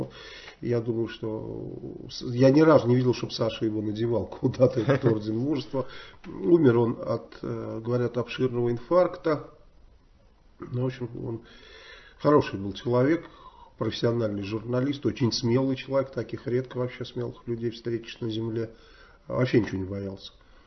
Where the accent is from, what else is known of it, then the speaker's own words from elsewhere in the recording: Saratov, Saratov Oblast, Russia; Как у нас в Саратове я кому-то подарил